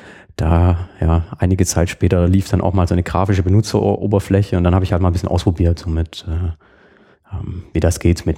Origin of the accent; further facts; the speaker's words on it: Burgstall an der Murr, Baden-Württemberg, Germany; ich komme aus einem Dorf, Burgstall an der Mur, das ist so zwischen Backnang und Winnenden